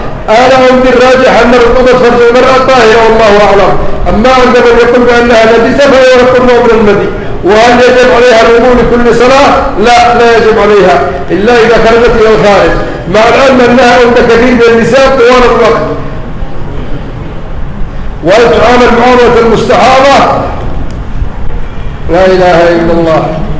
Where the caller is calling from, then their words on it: Yemen; السلام عليكم جميعا، نحن في اليمن من اليمن